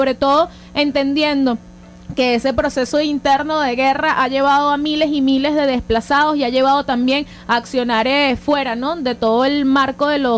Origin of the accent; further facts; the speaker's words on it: Venezuela; Nosotros debemos sentirnos orgullosos también como venezolanos